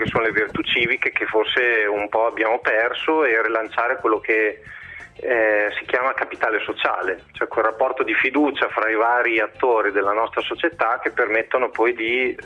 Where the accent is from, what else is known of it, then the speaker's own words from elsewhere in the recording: Bologna, Emilia-Romagna, Italy; visto che siamo di Bologna